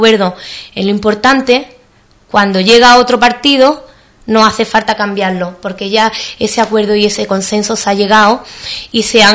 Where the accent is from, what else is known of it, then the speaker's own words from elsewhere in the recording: Spain; De lo que somos los españoles, tenemos unos valores, unos principios